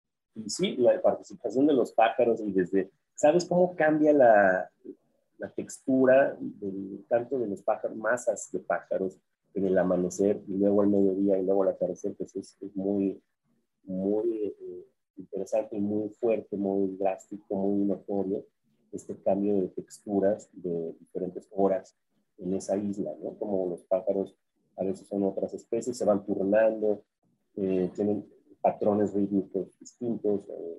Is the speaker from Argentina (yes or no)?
no; Jalisco, Mexico; Es algo extraordinario, mira, yo soy jalisciense.